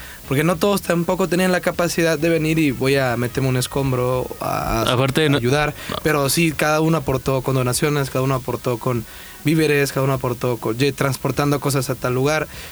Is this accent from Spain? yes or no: no; El Salvador; Allá en El Salvador, pues, hubo realmente, yo no me acuerdo, pero hubo dos terremotos en el 2001